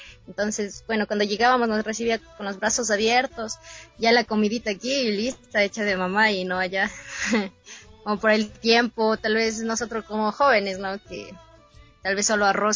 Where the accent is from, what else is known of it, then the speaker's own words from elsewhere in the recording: Tabacundo, Pichincha, Ecuador; Soy del cantón Pedro Moncayo, de la parroquia Tabacundo. Entonces, me tocaba viajar de acá de Tabacundo.